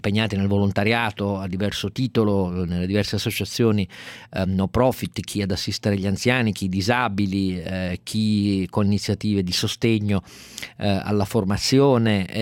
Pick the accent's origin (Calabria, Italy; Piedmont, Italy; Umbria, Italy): Piedmont, Italy; Turin; per me che sono cresciuto a Torino